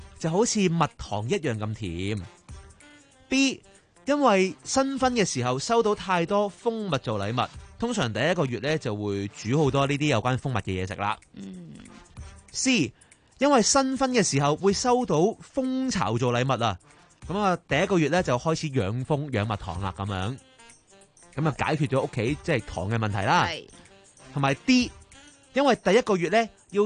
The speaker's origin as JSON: {"language": "Cantonese", "country": "Hong Kong", "said": "你蛇滑鸡个蛇系我哋香港人加落去嘅啫"}